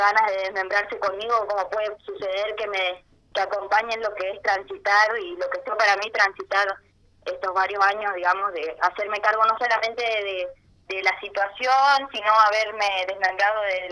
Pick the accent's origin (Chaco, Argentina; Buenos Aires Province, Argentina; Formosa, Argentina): Chaco, Argentina; soy chaqueña, soy estudiante de arte escénico